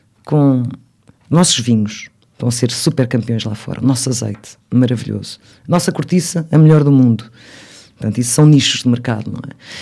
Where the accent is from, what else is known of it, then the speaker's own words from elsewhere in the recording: Portugal; Eu sou muito portuguesa, sim. Se bem que quando vou lá fora, nomeadamente Inglaterra, Estados Unidos, acham sempre que eu sou russa. É o ar.